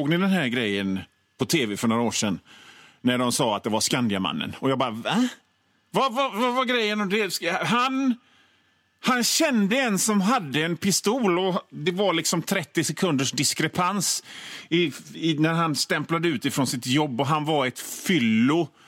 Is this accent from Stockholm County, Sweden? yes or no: no; Västra Götaland County, Sweden; men jag kommer ifrån Bohuslän och då trycker vi ihop såna grejer